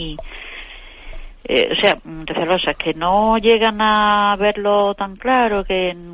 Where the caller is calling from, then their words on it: Córdoba, Andalusia, Spain; de Córdoba.